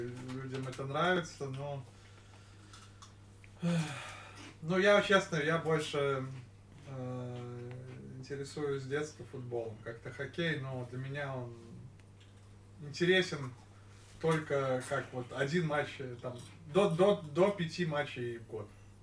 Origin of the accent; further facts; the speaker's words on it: Belarus; мы вот как белорусы